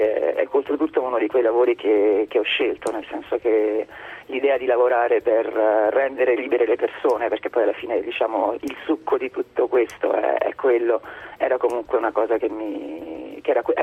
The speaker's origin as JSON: {"language": "Italian", "town": "Ussita", "region": "Marche", "country": "Italy", "tie": "born or raised there", "said": "io sono vissuta qui a Ussita fino ai miei 21 anni, insomma, perché qui c'era la mia famiglia, c'erano i miei genitori."}